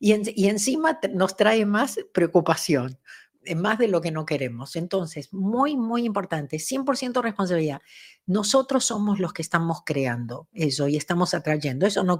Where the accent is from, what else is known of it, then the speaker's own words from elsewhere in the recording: Argentina; Yo me acuerdo que cuando era chica en Argentina